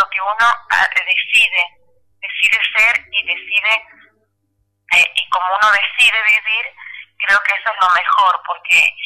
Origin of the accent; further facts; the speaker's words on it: Santiago del Estero, Argentina; soy de Santiago del Estero, soy lesbiana